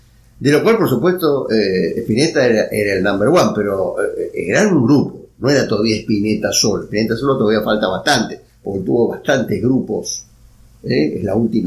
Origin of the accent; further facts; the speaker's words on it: Buenos Aires, Argentina; yo soy bien porteño, yo nací en Almagro, o sea, viví toda mi vida en Buenos Aires